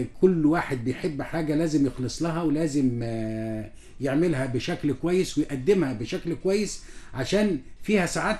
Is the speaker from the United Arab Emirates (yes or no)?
no; Egypt; يعني في احتفالات جميلة جدا احنا كلنا بنسعد بها كمصريين